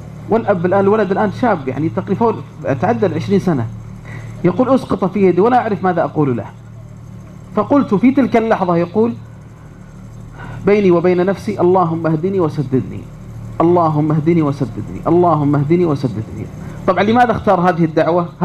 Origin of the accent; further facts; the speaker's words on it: Riyadh, Riyadh Province, Saudi Arabia; أذكر هنا قصة مؤثرة جدا حصلت عندنا في الرياض